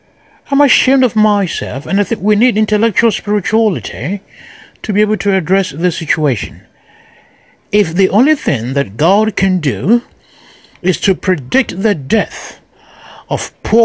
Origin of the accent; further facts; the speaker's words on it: Ghana; now in United States; I'm a Ghanaian. I live in America.